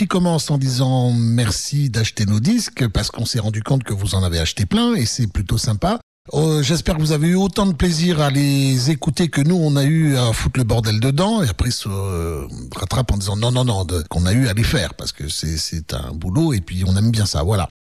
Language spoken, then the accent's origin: French; France; je peux le dire puisque je suis français, donc je le sais aussi